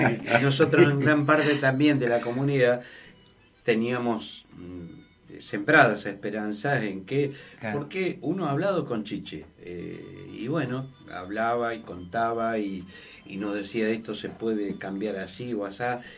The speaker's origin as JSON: {"language": "Spanish", "region": "Buenos Aires", "country": "Argentina", "tie": "born or raised there", "said": "yo me crié en Barraca y La Boca. Mi barrio es Barraca y La Boca, o sea, estuve muchos años en Barraca y La Boca."}